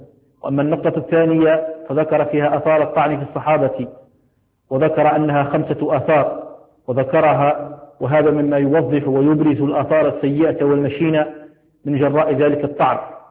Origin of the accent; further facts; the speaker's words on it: Algeria; حال الأحوال الجوية في بلدنا الجزائر